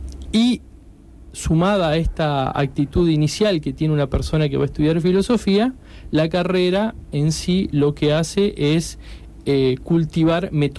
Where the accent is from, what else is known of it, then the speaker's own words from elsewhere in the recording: Paraná, Entre Ríos, Argentina; yo empecé estudiando Derecho en Santa Fe, soy de Paraná, cuando me vine a estudiar filosofía en Rosario...